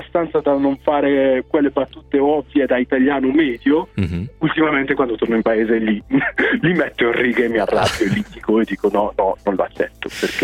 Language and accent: Italian; Brescia, Lombardy, Italy; anche se sono nato in un comune della provincia di Mantova, sono cresciuto praticamente a Brescia